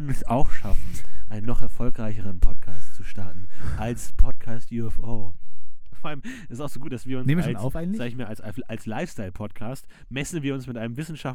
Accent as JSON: {"language": "German", "town": "Munich", "region": "Bavaria", "country": "Germany", "said": "Ja, ich komme aus München. Ich habe eine Zeit lang in München gelebt, bin aber etwas außerhalb von München geboren worden."}